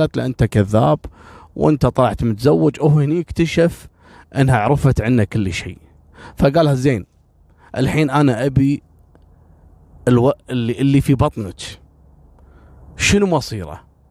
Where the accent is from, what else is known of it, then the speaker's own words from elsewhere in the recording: Kuwait; بعد ما اخذ محكوميته عندنا في الكويت كم شهر تم ابعاده بالفعل الى العراق.